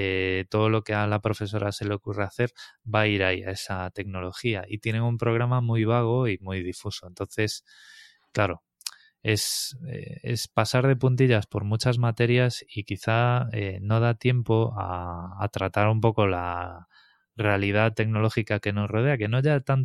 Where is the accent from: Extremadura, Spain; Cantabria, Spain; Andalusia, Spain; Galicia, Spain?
Galicia, Spain; Yo tengo bastantes amigos personales que son profesores en Galicia, además, yo soy gallego.